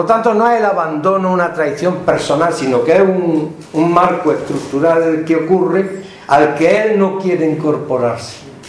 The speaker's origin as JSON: {"language": "Spanish", "town": "Granada", "region": "Andalusia", "country": "Spain", "said": "como granadino malafollá, que somos muy malafollá los granadinos"}